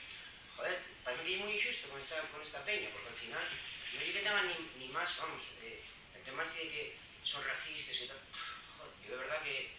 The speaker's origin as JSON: {"language": "Spanish", "region": "Catalonia", "country": "Spain", "said": "Yo soy catalán y de izquierdas."}